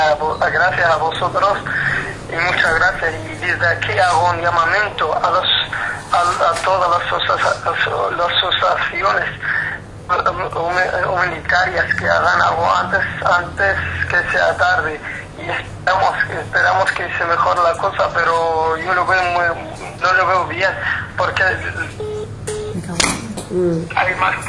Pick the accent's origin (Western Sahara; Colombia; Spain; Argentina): Western Sahara; now in Lyon, France; Yo soy un luchador saharaui que vivo en Lyon